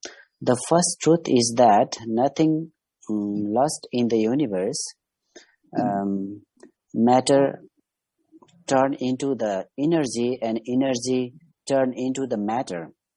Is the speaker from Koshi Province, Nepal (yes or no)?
no; Kathmandu, Bagmati, Nepal; from Kathmandu, now from Himalaya.